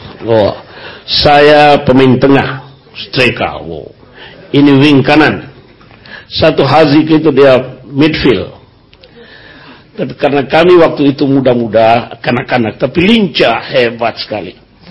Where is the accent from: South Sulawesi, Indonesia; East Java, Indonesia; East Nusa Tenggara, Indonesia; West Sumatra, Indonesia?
East Nusa Tenggara, Indonesia; Ini saya dari Flores, Cak Nun dari Jombang.